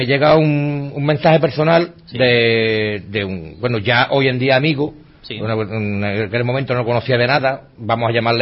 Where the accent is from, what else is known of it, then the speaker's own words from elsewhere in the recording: Seville, Andalusia, Spain; que nosotros somos un grupo de investigación, pero que somos de Sevilla, que bueno, más o menos lo que es toda Andalucía la tocamos.